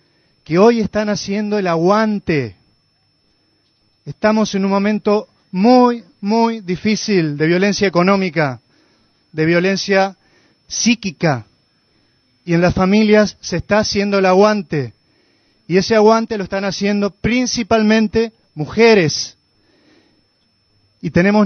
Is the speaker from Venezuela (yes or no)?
no; Villa Giardino, Córdoba, Argentina; de Villa Yardino